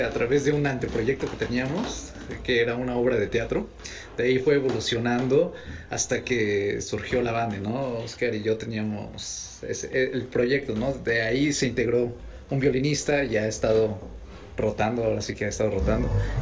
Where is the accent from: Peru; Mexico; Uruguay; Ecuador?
Mexico; porque hay canciones que están en francés, sin embargo, somos mexicanos.